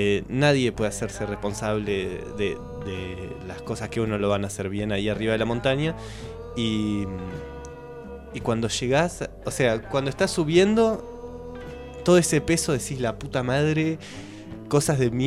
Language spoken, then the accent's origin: Spanish; Entre Ríos, Argentina; Yo que soy de Entre Ríos